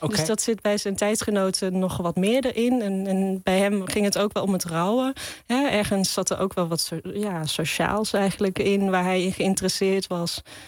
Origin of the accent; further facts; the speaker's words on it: Zundert, North Brabant, Netherlands; allereerst kom ik uit de buurt van Zundert, het Brabantse dorpje waar Van Gogh geboren is.